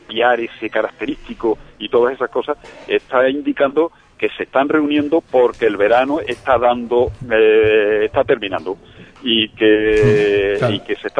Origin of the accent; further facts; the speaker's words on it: Extremadura, Spain; me enseñaron en mi pueblo, un pequeño pueblo de Badajoz, allí en Extremadura